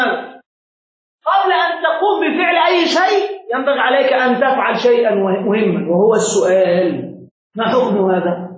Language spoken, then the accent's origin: Arabic; Egypt; كما عندنا في مصر هنا